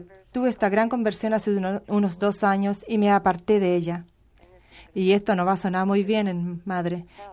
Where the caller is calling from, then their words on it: Michigan, United States; Michigan.